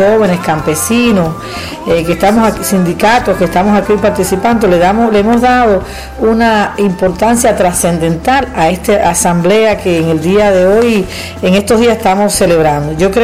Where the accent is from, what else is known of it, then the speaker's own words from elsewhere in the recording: Cuba; soy cubana y estoy aquí representando